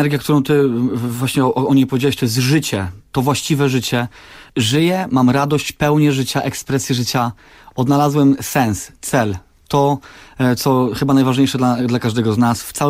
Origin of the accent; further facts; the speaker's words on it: Pabianice, Łódź Voivodeship, Poland; Tak, jestem z Pabianic, jestem 35-letnim tatą z ogromem pomysłów dla mojej córeczki